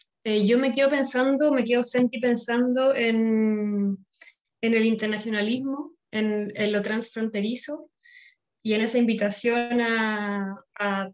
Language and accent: Spanish; Chile; now in Madrid, Spain; Porque llegué a Madrid, yo soy chilena, llegué a Madrid